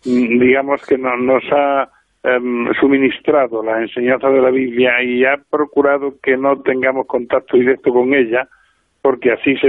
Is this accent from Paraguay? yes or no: no; Spain; Para nosotros que somos españoles